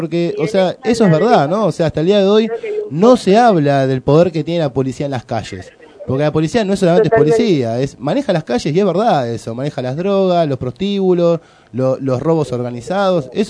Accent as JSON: {"language": "Spanish", "region": "Buenos Aires", "country": "Argentina", "tie": "born or raised there", "said": "Yo nacido y criado en Lugano, ¿viste?"}